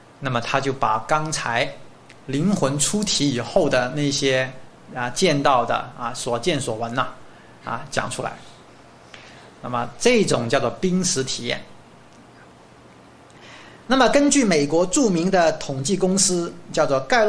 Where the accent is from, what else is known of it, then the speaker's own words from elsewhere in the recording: China; now in Taiwan; 因为呢我从大陆过来这个准备的这个投影的片呢可能有一些夹杂的一些简体字哈